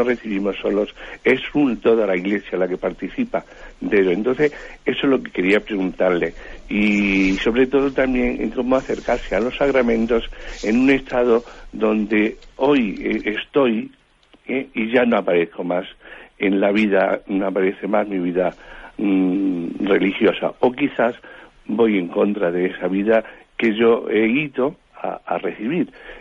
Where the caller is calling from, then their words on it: Madrid, Community of Madrid, Spain; de Madrid.